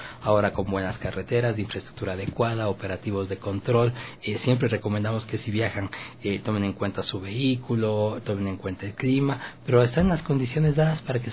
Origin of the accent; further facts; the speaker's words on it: Quito, Pichincha, Ecuador; Yo soy de Quito.